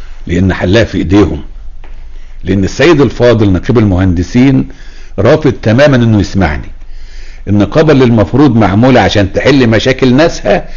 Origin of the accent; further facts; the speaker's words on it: Egypt; انا كمواطن مصري معايا بكالوريوس هندسة